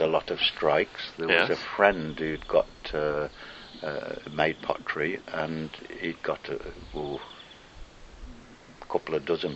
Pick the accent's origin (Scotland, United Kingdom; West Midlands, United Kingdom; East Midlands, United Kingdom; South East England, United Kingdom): West Midlands, United Kingdom; Stafford; So I was born and lived in Stafford. Mm. It is really a small county town compared with most counties.